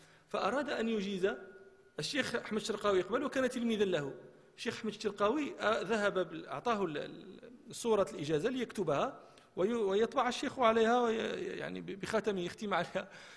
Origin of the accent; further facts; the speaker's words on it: Marrakesh, Marrakesh-Safi, Morocco; احنا كان عندنا في مراكش شاعر مشهور